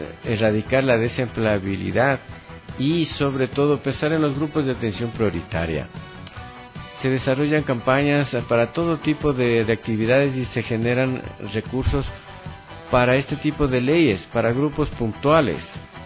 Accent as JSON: {"language": "Spanish", "country": "Ecuador", "said": "como un ecuatoriano más, en buscar una misión y una visión para todos los ecuatorianos"}